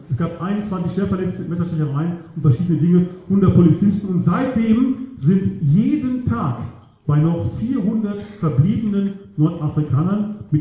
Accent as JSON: {"language": "German", "town": "Chemnitz", "region": "Saxony", "country": "Germany", "said": "in Chemnitz war das, also wo ich herkomme aus Sachsen im Augenblick."}